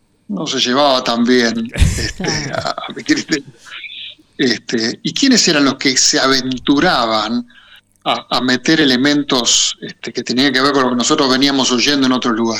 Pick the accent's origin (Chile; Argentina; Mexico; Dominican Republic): Argentina; Buenos Aires; yo me crié en Buenos Aires, estudié música académica en La Plata, en Bellas Artes